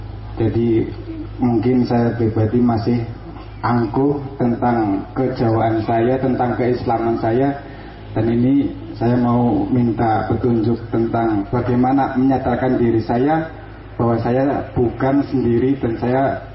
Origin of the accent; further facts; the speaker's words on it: Tegal, Central Java, Indonesia; saya dari Tegal mau bertanya